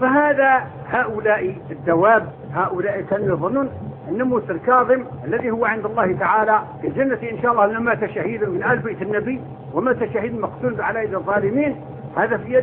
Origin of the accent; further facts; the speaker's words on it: Morocco; born there; moved away as an adult; تعرفون أنا ولدت في المغرب لكن طول عمري أنا في الشرق، ذهبت وأنا ابن 18 سنة